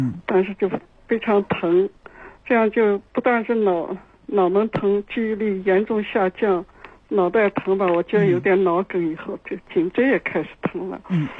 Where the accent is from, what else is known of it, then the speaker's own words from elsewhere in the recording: Beijing, China; 我是北京的老患者。